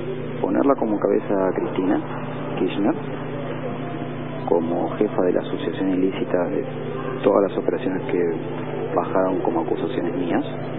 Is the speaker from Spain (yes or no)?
no; Argentina; soy el único argentino detenido con un acuerdo firmado y homologado como arrepentido, y soy el único argentino detenido.